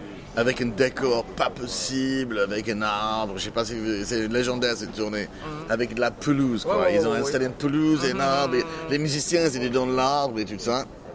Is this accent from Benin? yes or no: no; England, United Kingdom; now in France; moi je suis un Français, enfin un Anglais qui vit en France, ou un Français anglais, j'en sais rien